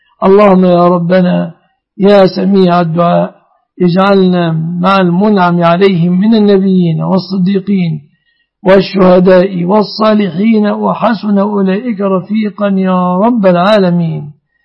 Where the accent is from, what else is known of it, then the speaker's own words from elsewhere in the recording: Egypt; واحفظ بلادنا مصر آمنة مطمئنة من كل مكروه ومن كل سوء